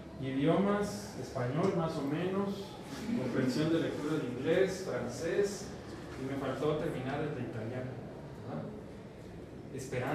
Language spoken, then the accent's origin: Spanish; Baja California, Mexico; now in Mexico City, Mexico; ya este año voy a tener 11 años en esta ciudad. No, no soy chilango porque no hablo como chilango y no soy ya cachanilla, porque ya tampoco casi hablo como cachanilla.